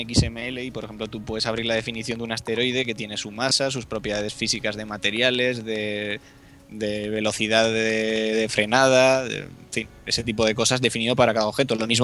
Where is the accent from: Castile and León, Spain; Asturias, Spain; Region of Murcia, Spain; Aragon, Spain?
Aragon, Spain; Zaragoza; pues dejamos nuestra empresa y volvimos a nuestra tierra, que somos de Zaragoza los dos.